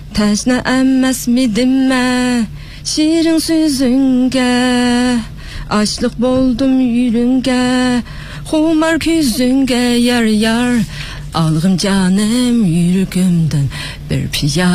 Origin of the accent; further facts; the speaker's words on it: Hami, Xinjiang, China; now in Xi'an, China; 我父亲因为这个工作的原因就来到了新疆哈密，所以我从小是在哈密长大。那么考大学呢，考到咱们西安，那么现在在咱们西安市中级人民法院刑二庭工作。